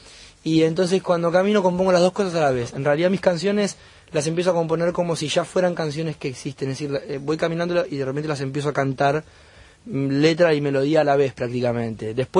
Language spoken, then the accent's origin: Spanish; Bahía Blanca, Buenos Aires Province, Argentina; born there; Allá nací, en Bahía.